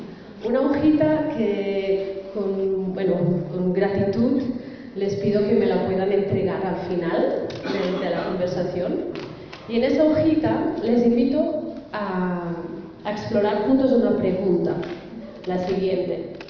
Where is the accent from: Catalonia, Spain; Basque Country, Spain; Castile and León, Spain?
Catalonia, Spain; Barcelona; now in Colombia; Yo, por ejemplo, llevo ya 4 años viviendo en Colombia, soy catalana, de Barcelona